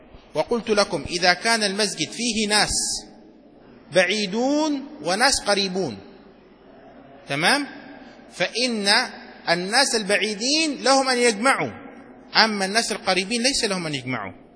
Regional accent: Yemen; عندنا في اليمن

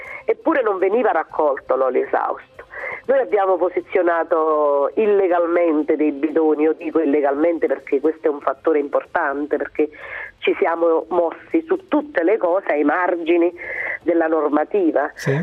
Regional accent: Campania, Italy; moved away; alla mia terra, che è la terra dei fuochi, dove, insomma, da dove sono andata via perché mi sembrava che tutto fosse purtroppo irreparabile.

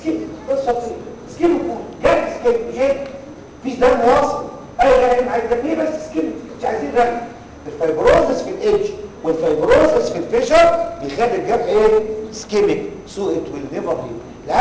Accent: Egypt; خلينا نتكلم على مصر ما زال عندنا في مصر

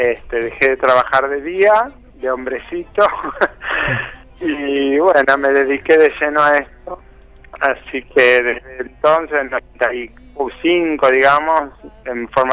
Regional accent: Buenos Aires, Argentina; Yo soy de Buenos Aires.

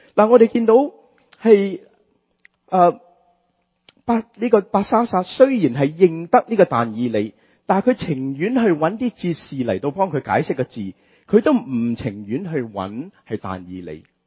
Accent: Hong Kong; 我們香港人喜歡說人家沒有腰骨，是吧？

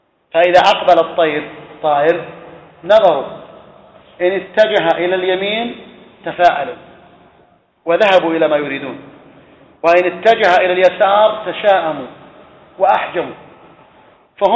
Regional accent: Saudi Arabia; وقد كان في بعض الأماكن عندنا في السعودية في المنطقة

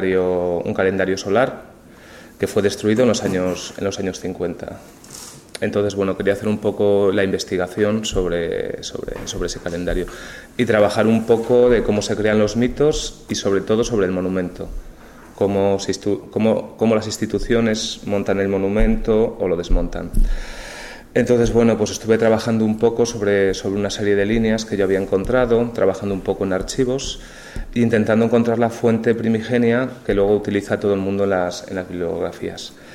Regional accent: León, Castile and León, Spain; soy de aquí de León

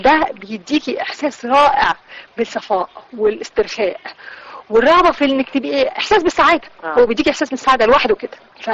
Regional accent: Alexandria, Alexandria Governorate, Egypt; moved away; لما بروح اسكندرية، رغم بقى إن مر عليا أكثر من 20 سنة سايبة مدينتي، لكن لما برجع بحس إن نفس إحساس الطفولة والشباب بيرجع لي

